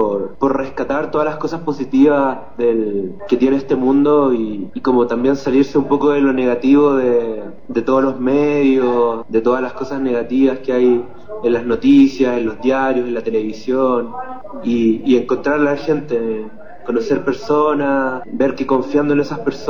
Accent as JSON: {"language": "Spanish", "country": "Chile", "moved": "yes", "said": "yo salí de Chile el 21 de enero y fue un viaje en bus súper difícil para el pensamiento"}